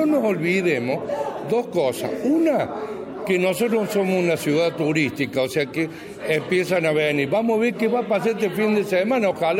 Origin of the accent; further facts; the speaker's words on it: Villa Carlos Paz, Córdoba, Argentina; nosotros somos ciudadanos de Carlos Paz